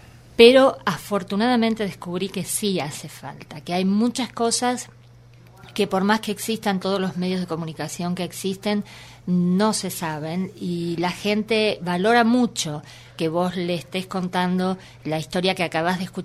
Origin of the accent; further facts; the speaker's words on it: Buenos Aires, Argentina; now in Villa Berna, Argentina; yo soy de Buenos Aires, viví toda mi vida acá. Hice algunas incursiones de intentar vivir en el interior, pero concretamente hace 5 años me fui a vivir a la provincia de Córdoba, a un pueblo que se llama Villa Berna, donde somos 109 habitantes